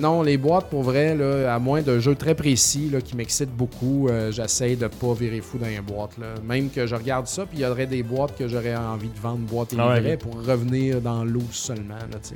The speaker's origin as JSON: {"language": "French", "town": "Saint-Joseph-de-Beauce", "region": "Quebec", "country": "Canada", "said": "parce que je viens de Saint-Joseph-de-Beauce"}